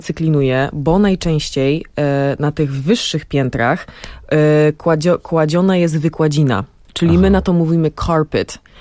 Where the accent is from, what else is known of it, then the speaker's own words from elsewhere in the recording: Brooklyn, New York, United States; now in Poland; ja dorastałam w takim właśnie domu na Brooklyn